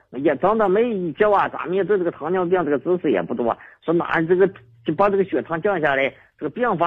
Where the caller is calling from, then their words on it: Xicheng District, Beijing, China; 我是这个西城区广阳门卫的